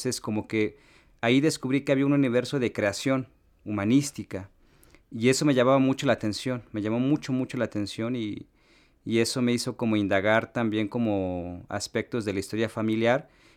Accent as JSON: {"language": "Spanish", "town": "Tenejapa", "region": "Chiapas", "country": "Mexico", "tie": "born or raised there", "said": "de Tenejapa. Yo tengo actualmente 32 años, nací en el ejido de Matzam en Tenejapa, es un paraje de este municipio."}